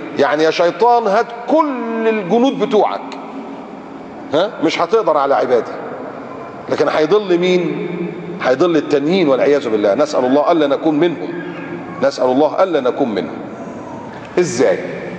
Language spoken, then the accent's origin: Arabic; Egypt; المجرم السافل الممثل اللي عندنا في مصر ده اللي عمال يسخر من الاسلام ومن المسلمين